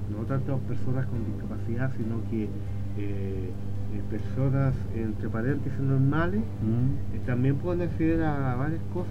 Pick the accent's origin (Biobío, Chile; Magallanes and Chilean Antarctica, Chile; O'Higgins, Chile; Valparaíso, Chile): O'Higgins, Chile; San Vicente de Tagua Tagua; born there; yo nací en San Vicente, Tahuatahua, pero estoy muy ligado a Rosario.